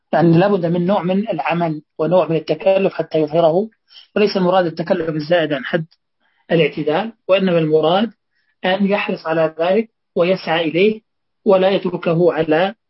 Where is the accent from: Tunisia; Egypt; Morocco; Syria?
Syria; يقول هذه اللهجة موجودة عندنا في سوريا